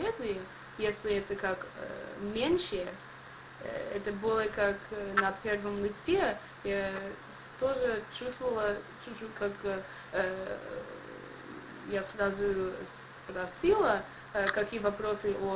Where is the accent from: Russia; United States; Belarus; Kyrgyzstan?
United States; Russian is a second language; я не знал, и я приехала из Америки